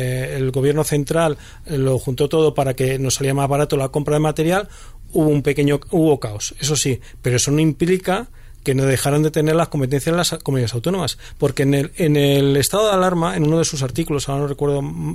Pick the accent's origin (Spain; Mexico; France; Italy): Spain; joder, qué bien somos los españoles, que hacemos una cosa bien